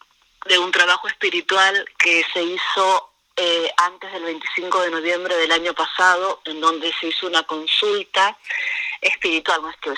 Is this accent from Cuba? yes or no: no; Argentina; los puelches, que somos los mapuches de este lado, lo que se conoce como Argentina